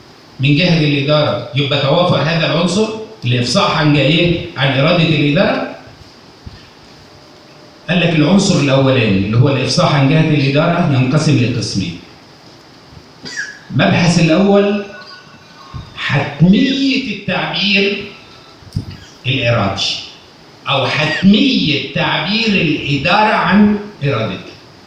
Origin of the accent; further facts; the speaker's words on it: Egypt; احنا كعرب أو كمصريين